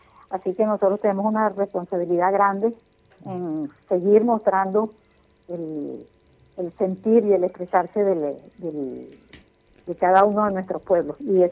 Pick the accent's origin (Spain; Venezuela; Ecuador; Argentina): Venezuela; los venezolanos somos venezolanos todos